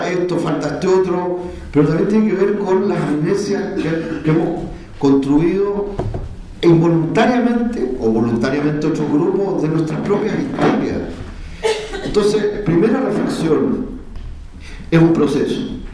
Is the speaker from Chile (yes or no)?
yes; Chile